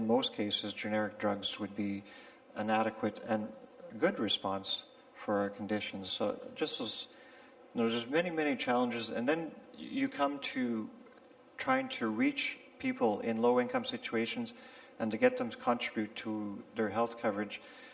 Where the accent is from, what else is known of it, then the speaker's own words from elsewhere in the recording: Canada; As Craig mentioned, I'm from Canada.